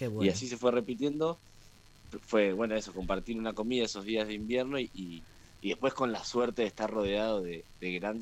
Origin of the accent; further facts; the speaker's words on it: La Plata, Buenos Aires Province, Argentina; somos nosotros, bueno, platenses, la mayoría